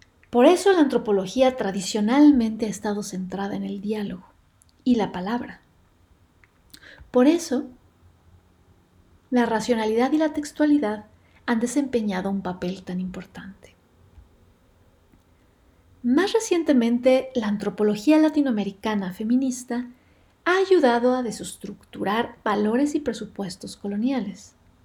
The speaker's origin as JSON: {"language": "Spanish", "region": "Cauca", "country": "Colombia", "tie": "born or raised there", "said": "Soy una mujer colombiana. Hablo desde el suroccidente colombiano. Nací y crecí en las montañas del Cauca, en un departamento que está muy al sur del país, casi en la frontera con Ecuador."}